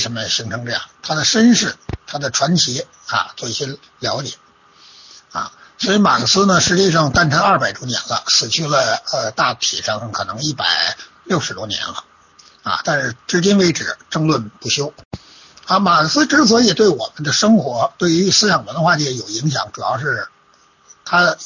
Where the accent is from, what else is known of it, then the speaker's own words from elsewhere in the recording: China; 我们中国人哈，在生活工作中